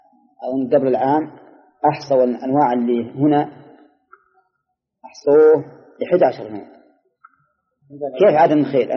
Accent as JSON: {"language": "Arabic", "region": "Al-Qassim", "country": "Saudi Arabia", "said": "خصوصا عندنا في القصيم غالبها من الشجر"}